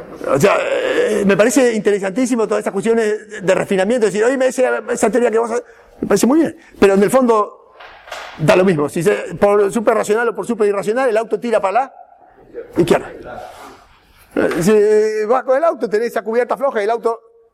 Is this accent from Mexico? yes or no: no; Argentina; Esto lo digo como argentino, donde hay una crisis cada 10 años